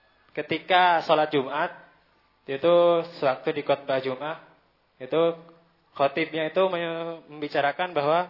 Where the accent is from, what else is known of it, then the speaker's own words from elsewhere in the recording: South Sumatra, Indonesia; Saya dari Binaan Batu Marta, Kabupaten Oku, Palembang, Sumatera Selatan.